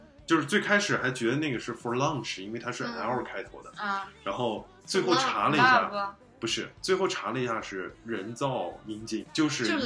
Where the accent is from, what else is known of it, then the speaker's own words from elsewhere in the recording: Beijing, China; now in United States; 我说在北京整个有一条长街，然后包括我家门口都卖这个东西